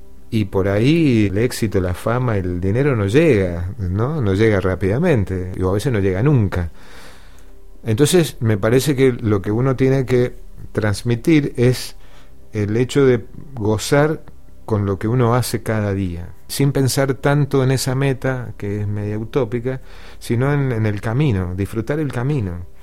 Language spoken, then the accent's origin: Spanish; Mendoza, Argentina; la fiesta que nos representa como mendocinos a nivel nacional y a nivel mundial, cosa que antes los músicos mendocinos no estábamos en esa fiesta